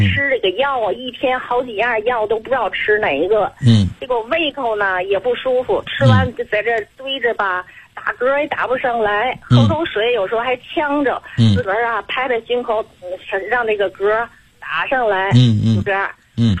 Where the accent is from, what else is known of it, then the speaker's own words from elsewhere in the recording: Tianjin, China; 我是我还没介绍我自己，我是天津的。